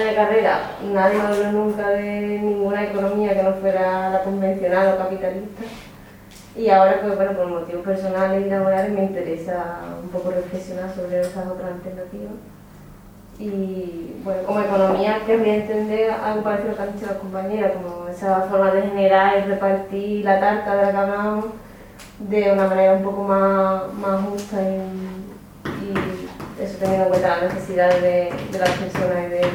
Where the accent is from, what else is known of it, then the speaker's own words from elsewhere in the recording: Osuna, Andalusia, Spain; vengo de Osuna, notaria del centro del mundo.